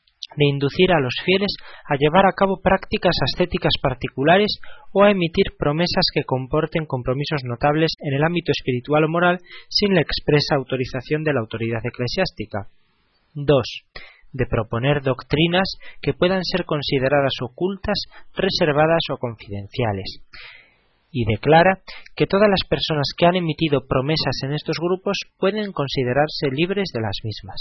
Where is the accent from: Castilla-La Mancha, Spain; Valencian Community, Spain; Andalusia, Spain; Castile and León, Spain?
Castile and León, Spain; Zamora; y allí en mi ciudad murió en 1905.